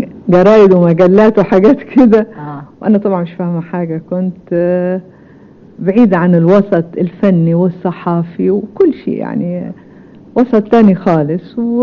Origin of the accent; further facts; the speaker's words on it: Jordan; also born or lived in Damascus, Syria; أنا نشأت والدي سوري في دمشق، تولدت في دمشق، كان عمري 7 سنين لما رحنا الأردن.